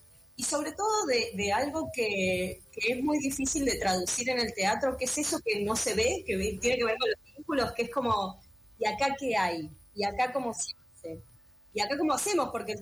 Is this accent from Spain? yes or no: no; Mendoza, Argentina; now in Buenos Aires, Argentina; yo soy de Mendoza, vivo acá hace como 15 años